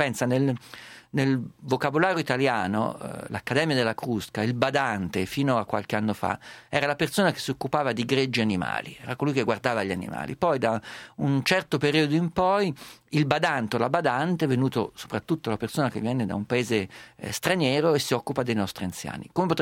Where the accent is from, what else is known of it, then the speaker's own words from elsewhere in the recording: Perugia, Umbria, Italy; io sono perugino